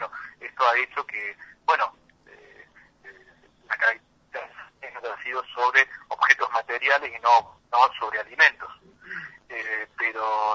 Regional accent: Córdoba, Argentina; lo que estamos viviendo lamentablemente como sociedad cordobesa

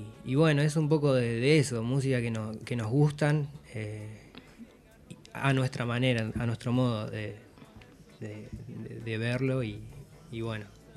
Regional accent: Tierra del Fuego, Argentina; Y yo soy de Tierra del Fuego.

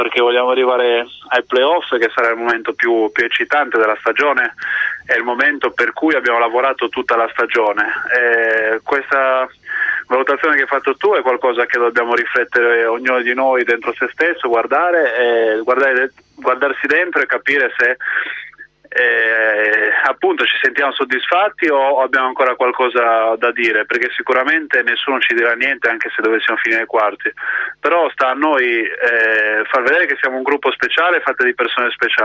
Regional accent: Olbia, Sardinia, Italy; io sono di Olbia, Alghero.

